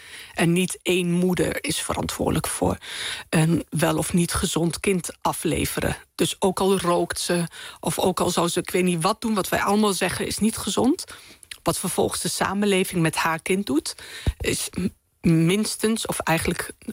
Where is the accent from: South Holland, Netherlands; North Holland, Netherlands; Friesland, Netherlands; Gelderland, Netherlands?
Gelderland, Netherlands; Winterswijk; ik ben zeg maar begonnen als Marokkaans Winterswijks meisje.